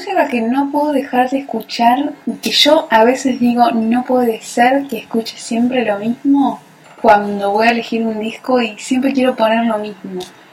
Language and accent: Spanish; Merlo, Buenos Aires Province, Argentina; now in Buenos Aires, Argentina; Yo nací en zona oeste, en Merlo. Viví ahí muchos años y ahora vivo acá, en Capital.